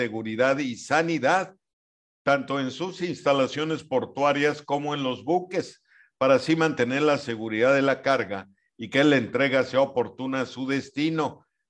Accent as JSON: {"language": "Spanish", "country": "Mexico", "said": "somos mexicanos ahora. O sea, no somos ni indígenas de los que existían, ni somos españoles. Somos una raza mestiza."}